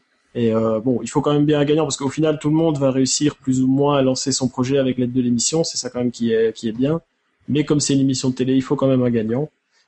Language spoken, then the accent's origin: French; Belgium; accent: Belgian; Sinon, moi, je viens de Belgique. Ça s'entend peut-être avec l'accent